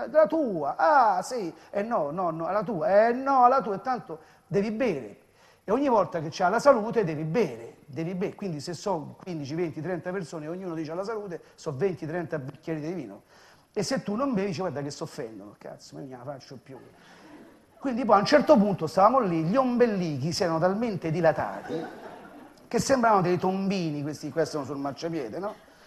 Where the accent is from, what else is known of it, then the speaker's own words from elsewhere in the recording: Rome, Lazio, Italy; io sono romano di 7 generazioni